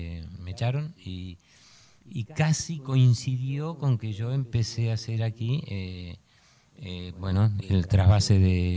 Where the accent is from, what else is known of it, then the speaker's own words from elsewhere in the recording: Argentina; moved away; Yo dije, vengo de Argentina, de una dictadura, y en Francia me van a censurar.